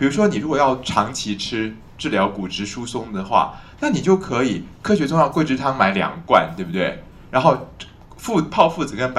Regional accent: China; 因为我们中国人的中医俗话是说，补药都容易束住邪气

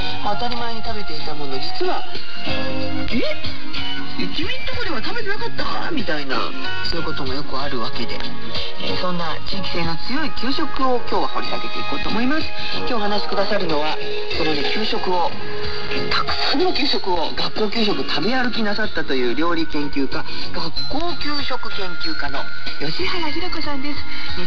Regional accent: Ehime, Japan; 私は愛媛県の出身なので、いつも申し上げますが

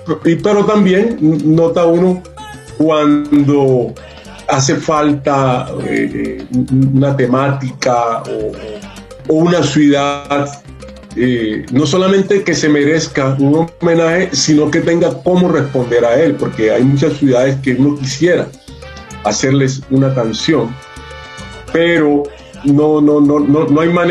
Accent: Quibdó, Chocó, Colombia; now in Bogotá, Colombia; Nosotros llegamos a Bogotá, nosotros venimos de Quibdó, un departamento sobre la costa pacífica colombiana, y llegamos a Bogotá, es la andina, una cordillera, clima frío

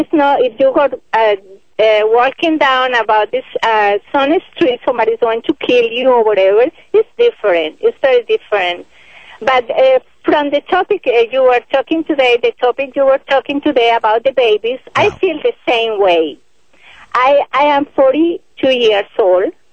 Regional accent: Colombia; English is a second language; moved away as an adult; now in United States; My English is not perfect. I am here for 4 years in the United States.

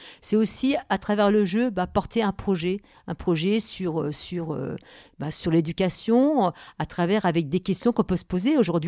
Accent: Le Havre, Normandy, France; moved away as an adult; now in La Bresse, France; Alors, je viens du Havre. Je suis arrivée à la Bresse il y a 42 ans.

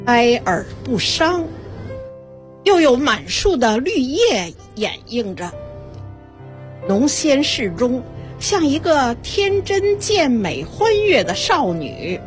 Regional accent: Beijing, China; 从小生活在北京

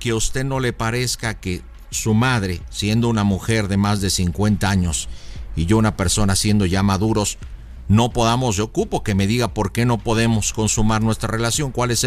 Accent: Jalisco, Mexico; moved away; Yo soy de Jalisco, hace muchos años vine por acá

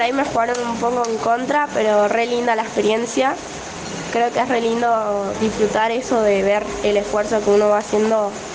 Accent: Sarmiento, Chubut, Argentina; Soy de Sarmiento, tengo 14

